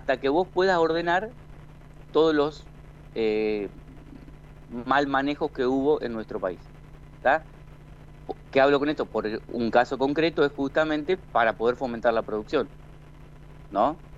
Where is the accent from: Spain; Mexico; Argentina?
Argentina; General San Martín; Nosotros formamos en mi pueblo un frente con gente de todos los partidos.